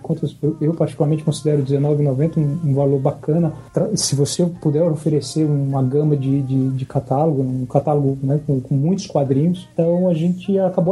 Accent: Paraíba, Brazil; now in São Paulo, Brazil; da Paraíba, de onde eu sou, o João Paulo também, a gente é natural de lá, eu moro em São Paulo há algum tempo.

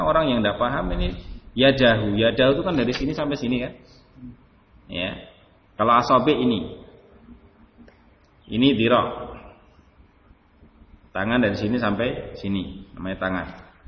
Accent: Java, Indonesia; Anggapan kita orang Jawa mungkin, yang mungkin punya identik dengan kejawaan

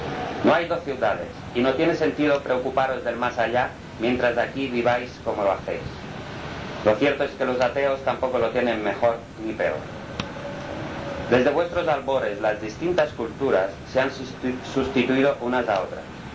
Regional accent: Spain; Como español que soy, ¿puedo contarlo?

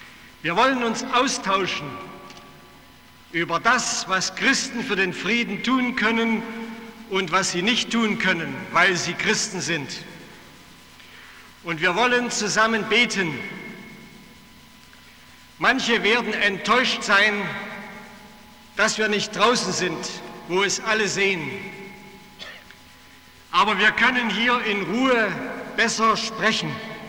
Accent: Zittau, Saxony, Germany; Ich habe diesen Abend als 16-Jähriger in Zittau, meiner Heimatstadt, erlebt.

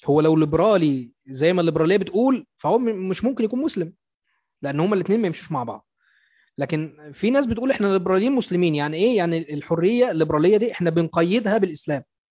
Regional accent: Egypt; وبالطبع عندنا في مصر، لأن احنا في مصر بنتحكم للقانون الفرنسي

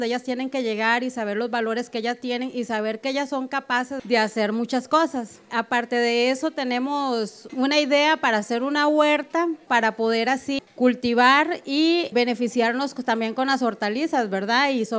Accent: Abangaritos, Puntarenas, Costa Rica; soy de Avangaritos, ¿verdad?

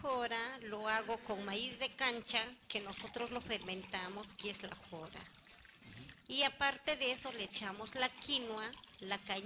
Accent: Huaraz, Ancash, Peru; Yo soy de Huaraz.

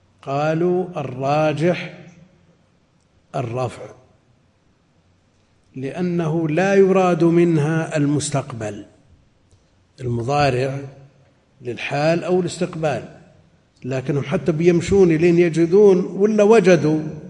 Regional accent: Najd, Saudi Arabia; عندنا في نجد

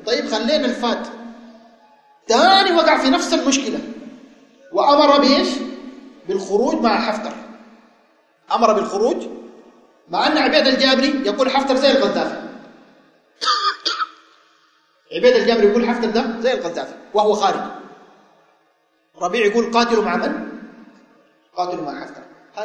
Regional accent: Sudan; عندنا في السودان، ولاة أمرنا في هذه البلاد

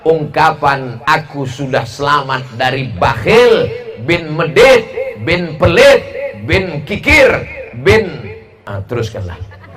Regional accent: Sumatra, Indonesia; jangan sampai nanti jamaah di Sumatera, di kampung saya nggak tahu

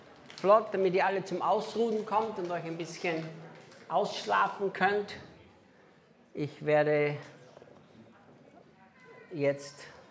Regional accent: Austria; first language German; moved away; ich spreche Deutsch, ist ja meine Muttersprache. Ich bin ja Österreicher. Ich lebe zwar 19 Jahre nicht mehr in Österreich

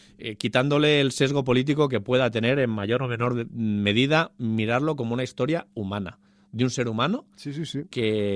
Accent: Barcelona, Catalonia, Spain; Pero para los que somos de Barcelona, oye, pues es muy disfrutable.

